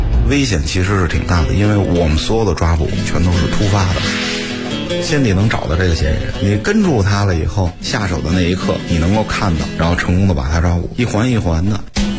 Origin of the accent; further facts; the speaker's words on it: Beijing, China; 作为一个北京人，我爱北京，